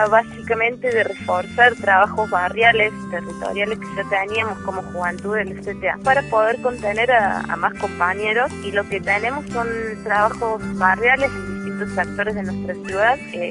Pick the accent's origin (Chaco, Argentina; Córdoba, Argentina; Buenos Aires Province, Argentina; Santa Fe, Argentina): Córdoba, Argentina; Río Cuarto; soy del Ciber Río Cuarto de la provincia de Córdoba